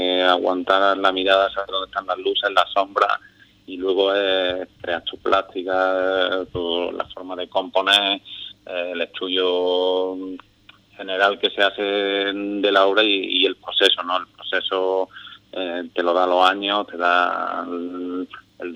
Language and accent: Spanish; Andalusia, Spain; yo siendo andaluz